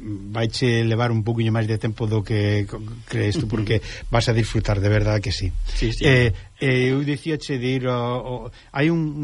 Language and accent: Galician; Ourense, Galicia, Spain; como son de Ourense teño que tirar por ela, non?